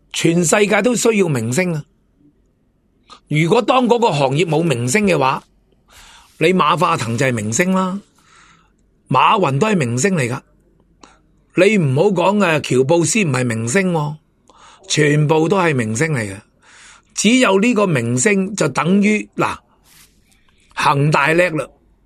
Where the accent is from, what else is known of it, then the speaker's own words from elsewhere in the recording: Hong Kong; 深圳、东莞、广东省，我哋香港人最明白、最睇得到噶啦